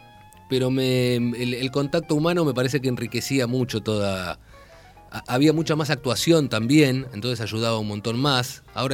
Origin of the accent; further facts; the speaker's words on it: Castelar, Buenos Aires Province, Argentina; A ver, yo soy de Castelar.